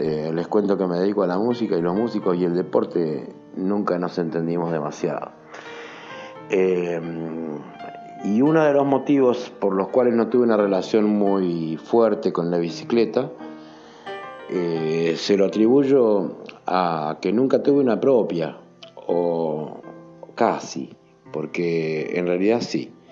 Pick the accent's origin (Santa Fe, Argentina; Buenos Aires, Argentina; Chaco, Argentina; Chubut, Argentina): Buenos Aires, Argentina; soy un trompetista de Buenos Aires, radicado en Buenos Aires